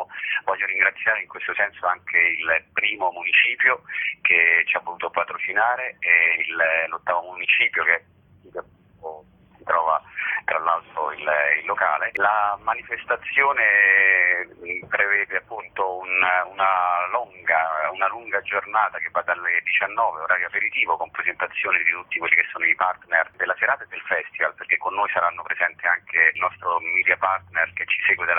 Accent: Rome, Lazio, Italy; io sono romano

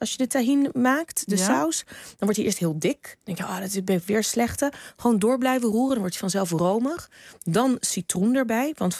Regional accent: Netherlands; En ik kom uit Nederland.

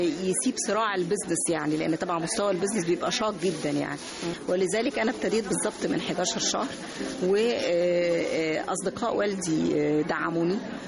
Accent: Egypt; فلا احنا فعلا مصريين مبدعين حقيقه

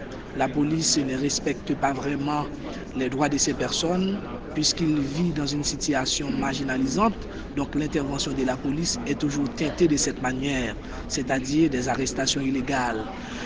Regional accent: Port-au-Prince, Ouest, Haiti; je suis haïtien. J'ai grandi dans un quartier qu'on appelle La Saline, qui se trouve à Port-au-Prince. Et puis, à l'âge de 15 ans, ma famille a décidé de se retirer dans le quartier pour aller à Cité Soleil, un autre quartier assez difficile encore.

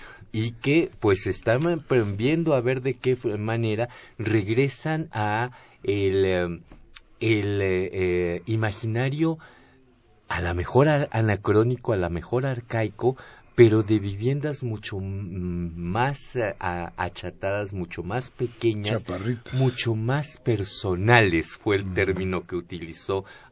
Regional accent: Mexico; eso somos los mexicanos, ¿no?

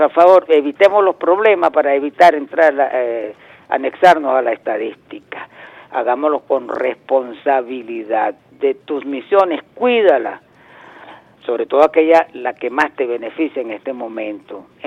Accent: Venezuela

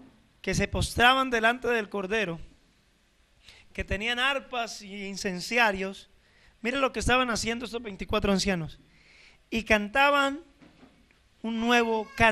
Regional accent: Colombia; Estamos tan lejos de Israel, somos colombianos

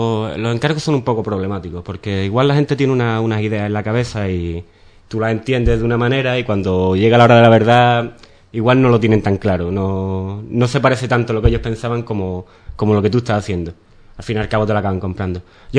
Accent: Ubrique, Andalusia, Spain; moved away as an adult; aquí en Ubrique no me conoce mucha gente como pintor. Me conocen más por otras cosas, por mi familia, por haber trabajado en las petacas como todo el mundo.

